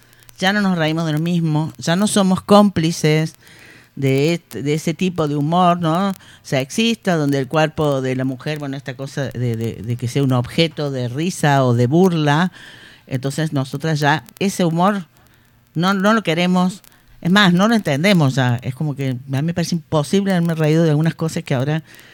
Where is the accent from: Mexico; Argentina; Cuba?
Argentina; Córdoba; No, sabes que yo soy cordobesa